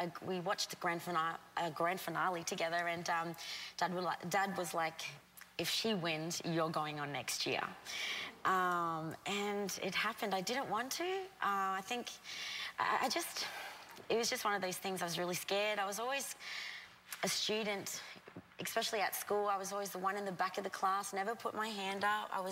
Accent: Darwin, Northern Territory, Australia; I am from Darwin. I grew up, it's a small town.

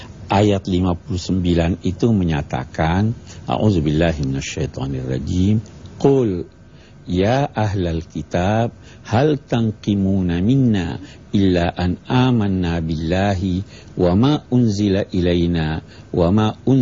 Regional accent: Makassar, South Sulawesi, Indonesia; Ini kampung saya.

